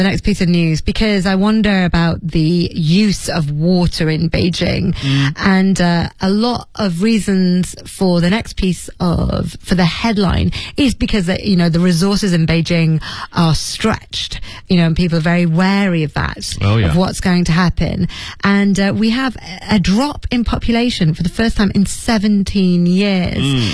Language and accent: English; Leeds, Yorkshire and the Humber, United Kingdom